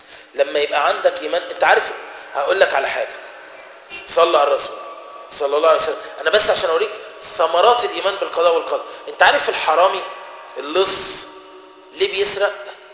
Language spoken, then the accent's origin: Arabic; Egypt; كلمه دارجه يعني بيننا ايه كمصريين